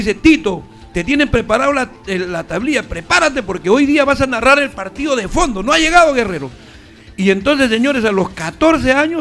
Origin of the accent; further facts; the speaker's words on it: Chincha, Ica, Peru; allá en mi tierra, en Chincha